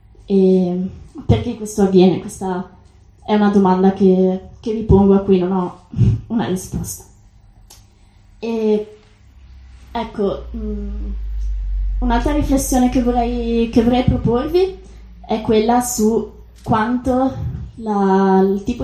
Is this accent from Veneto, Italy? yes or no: yes; Venice, Veneto, Italy; Diciamo, io vengo da Venezia, Venezia lo è da molto tempo